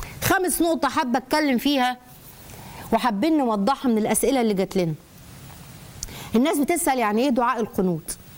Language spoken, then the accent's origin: Arabic; Egypt; إحنا مصري، إحنا هندعمه، إحنا كمصريين هندعمك